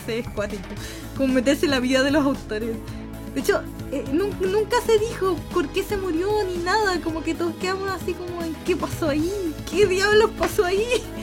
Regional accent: Santiago, Santiago Metropolitan Region, Chile; Sí, soy de Chile. Soy chilenita, de hecho soy de la capital de Chile

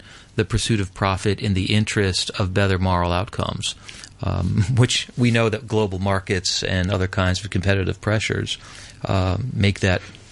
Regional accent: Massachusetts, United States; And there's a case in my home state, in the state of Massachusetts, of a young man who he's 14-year-old, who horribly murdered his teacher.

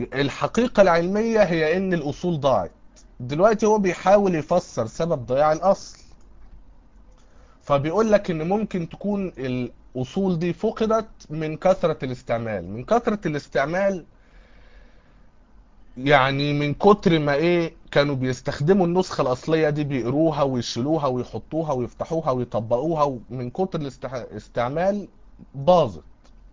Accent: Egypt; لكن عندنا في مصر هنا ما يعرفوش حاجة اسمها علم نقد نصي

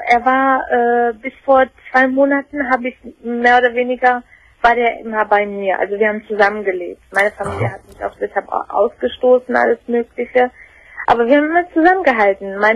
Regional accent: Turkey; Und zwar, also es ist so, ich bin Türkin.

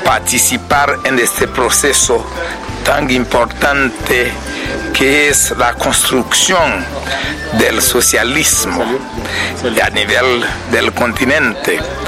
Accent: Haiti; vengo de Haití, del Movimiento Campesino de Papay, MPP.

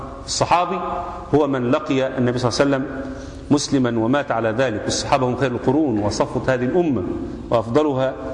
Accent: Egypt; also born or lived in Saudi Arabia; احنا عندنا في مصر، انا نفسي قعدت في السعوديه اكتر من حوالي 7 سنوات

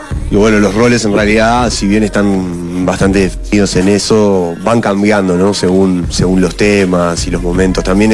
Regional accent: Montevideo, Uruguay; born there; Yo nací en Montevideo, acá en Uruguay.

